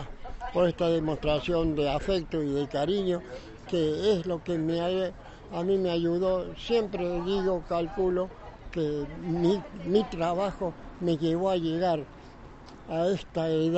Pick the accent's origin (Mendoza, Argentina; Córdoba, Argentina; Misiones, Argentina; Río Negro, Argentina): Córdoba, Argentina; Huerta Grande; born there; Y en Huerta Grande, en realidad. Porque mi papá y mi mamá... mi abuelo fue un prócer en Huerta Grande y había hecho ya una casa acá